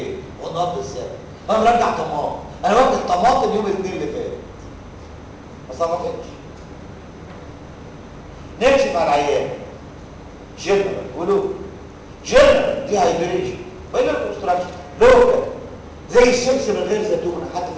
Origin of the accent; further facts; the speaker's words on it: Egypt; طب انا كمصري محدش فينا بيعمل كده